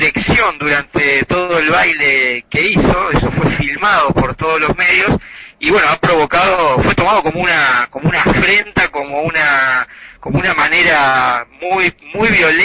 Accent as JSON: {"language": "Spanish", "country": "Uruguay", "said": "yo no digo que soy uruguayo, porque"}